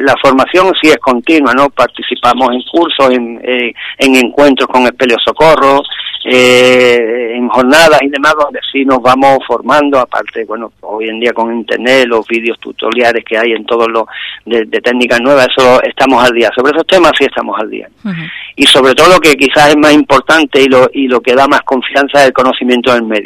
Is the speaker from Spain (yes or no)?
yes; Ubrique, Andalusia, Spain; la mayoría somos de Ubrique, como he dicho